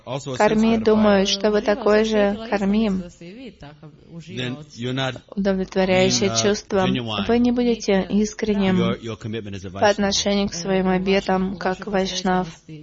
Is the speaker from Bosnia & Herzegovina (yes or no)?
yes; Sarajevo, Bosnia & Herzegovina; я сама из Сараево